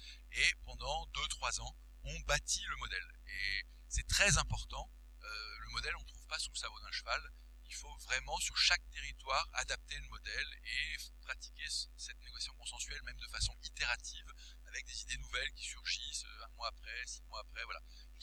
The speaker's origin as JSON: {"language": "French", "town": "Paris", "region": "Île-de-France", "country": "France", "said": "quand je suis parisien, et c'est un énorme défaut"}